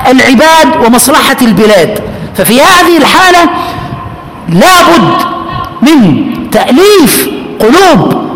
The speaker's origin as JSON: {"language": "Arabic", "town": "Aswan", "region": "Aswan Governorate", "country": "Egypt", "said": "أنا من أسوان، من أسوان لمرسى مطروح، يعني من أول مصر إلى آخرها"}